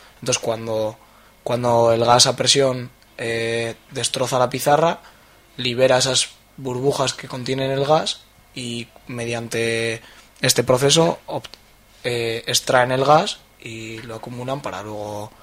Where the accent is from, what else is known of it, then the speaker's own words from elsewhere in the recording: Burgos, Castile and León, Spain; Sí, venimos de Burgos, unos cuantos compañeros y compañeras.